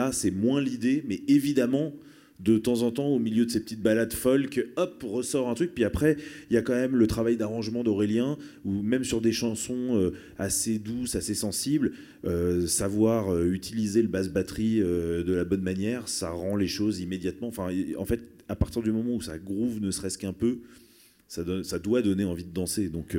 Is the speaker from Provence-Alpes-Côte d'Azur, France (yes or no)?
no; Paris, Île-de-France, France; je suis né à Paris et que jusqu'à il y a quelques mois, j'y habitais encore